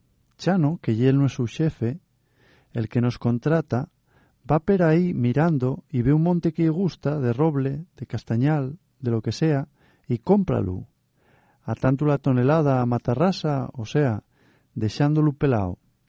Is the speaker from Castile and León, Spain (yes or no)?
no; Cangas del Narcea, Asturias, Spain; ¿No ves que yo soy de Pacangas de Narcea?